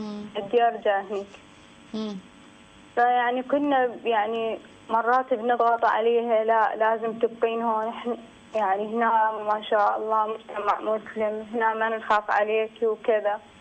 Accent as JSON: {"language": "Arabic", "country": "Iraq", "lives_now": "Istanbul, Turkey", "said": "انا من العراق دكتوره"}